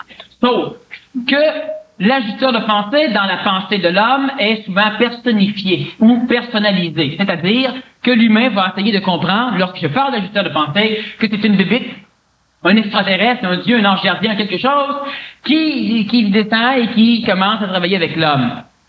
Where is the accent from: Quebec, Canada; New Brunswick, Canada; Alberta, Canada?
Quebec, Canada; Montreal; Je suis un Montréalais. Je suis un Québécois. Je suis un ancien ambulancier.